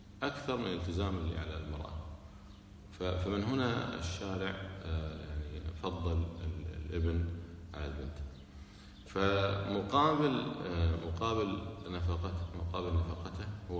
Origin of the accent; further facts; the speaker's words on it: Kuwait; احنا عندنا في الكويت الحمد لله البلدية تشيل كل شيء الكفان